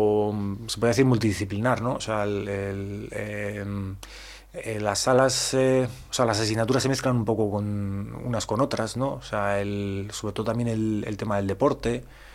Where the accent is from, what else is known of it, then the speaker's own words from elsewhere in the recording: Bilbao, Basque Country, Spain; yo soy de Bilbao y me recordó un poco a Bilbao